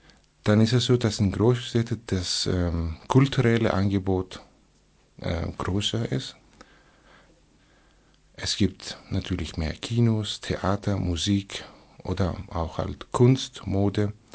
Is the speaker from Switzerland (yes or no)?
no; Thessaloniki, Central Macedonia, Greece; German is a second language; Es gibt außer die Hauptstadt, die zweitgrößte Hauptstadt Thessaloniki, wo ich herkomme.